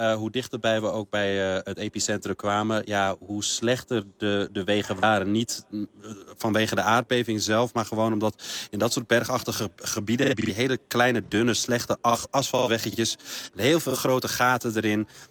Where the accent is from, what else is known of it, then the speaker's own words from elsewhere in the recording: Morocco; now in Netherlands; Dat is in tegenstelling tot heel veel Marokkanen in Nederland waar wij vandaan komen. De meesten komen uit het Rif. Wij komen daar uit de Hoge Atlas.